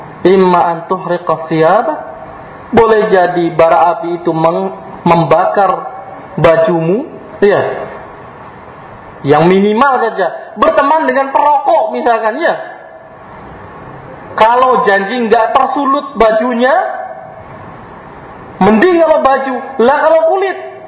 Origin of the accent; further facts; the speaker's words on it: Cirebon, West Java, Indonesia; Terkhusus daerah saya ya, daerah Cirebon.